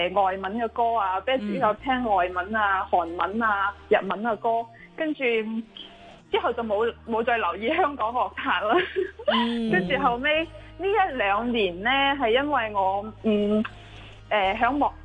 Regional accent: Guangzhou, Guangdong, China; 我在廣州出世，一直都在廣州這邊做嘢嘅，即廣東這邊，不過讀書就去了其他城市咁樣咯。

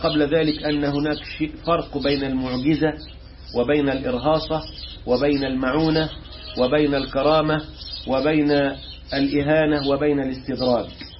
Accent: Egypt; عندنا في مصر وطلعها فرنسا

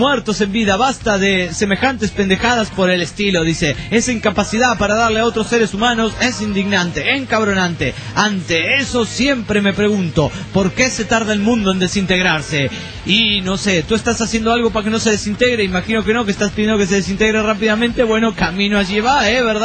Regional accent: Argentina; y soy de Argentina.

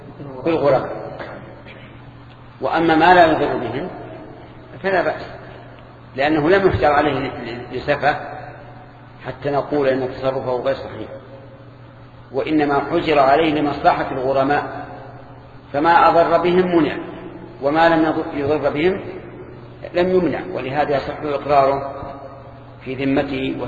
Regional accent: Egypt; هذه موجودة عندنا في مصر

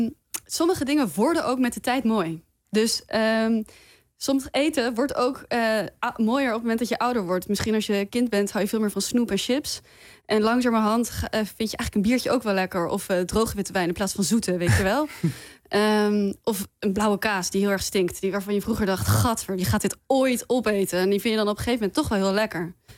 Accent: Breda, North Brabant, Netherlands; Ik kom uit Breda.

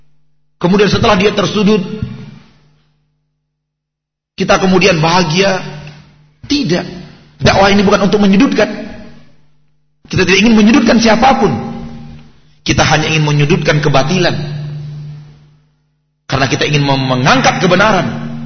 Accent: Bukittinggi, West Sumatra, Indonesia; Ya kampungnya di Kebumen misalnya, yang kampungnya di Garut, yang kampungnya di mana-mana gitu. Kalau saya di Bukit Tinggi.

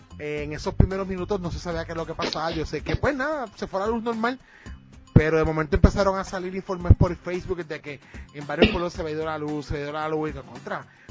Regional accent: Ponce, Puerto Rico; porque por lo menos para mi pueblo yo no tuve luz, no había luz en Ponce

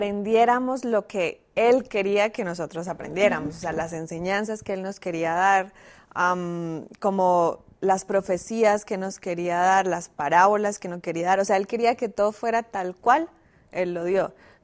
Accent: Colombia; Eso que yo soy también de Colombia.

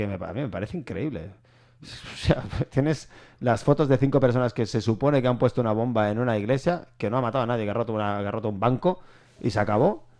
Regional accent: Spain; porque yo soy un ciudadano del mundo y eso significa que soy español.

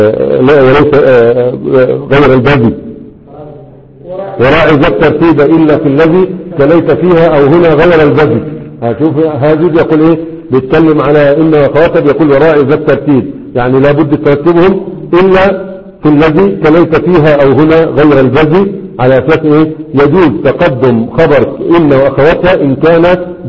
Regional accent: Egypt; لكن عندنا في مصر ما في طبقات

